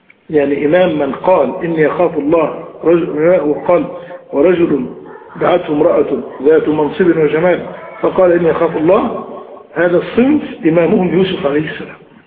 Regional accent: Egypt; عندنا في مصر الأمر ده الحمد لله يكاد يكون نادرا

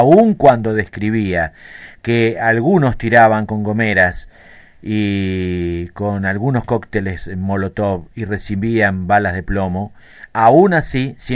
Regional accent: Uruguay; now in Argentina; Yo soy uruguayo, pero vivo acá desde hace 40 y pico de años.

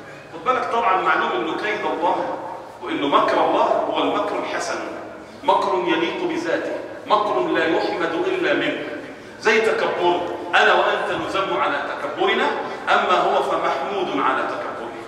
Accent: Egypt; مش عايز اقول كمصريين

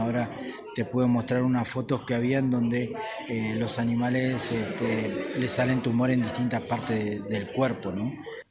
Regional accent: Nahuelpan, Chubut, Argentina; vengo de Nahuelpan, allá en cercanía de Esquela, unos 17 kilómetros más o menos está la comunidad.

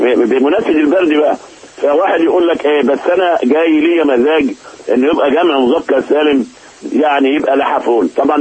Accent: Egypt; الوطن في عينينا دايما كمصريين

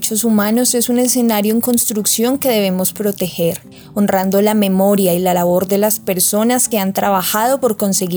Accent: Colombia; Como colombianas y colombianos, las dinámicas del conflicto armado han permeado nuestra vida cotidiana

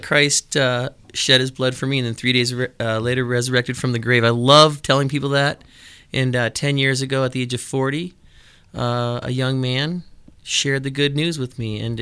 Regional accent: Minnesota, United States; Well, I'm originally from Minnesota. I grew up ski racing, and I was a member of the U.S. ski team

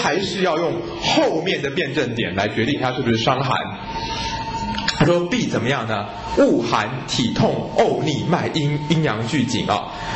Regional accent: Taiwan; 那我们台湾人都是腠理虚疏的尊荣人

